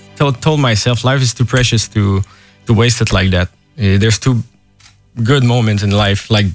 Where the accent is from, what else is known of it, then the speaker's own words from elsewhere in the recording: Montreal, Quebec, Canada; Yeah, I came all the way from Montreal. I arrived yesterday